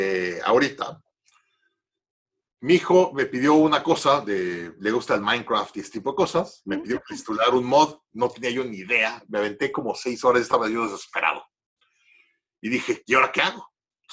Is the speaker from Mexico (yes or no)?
yes; Mexico; obviamente yo soy de México, tengo una ventaja a esto y tengo una visión diferente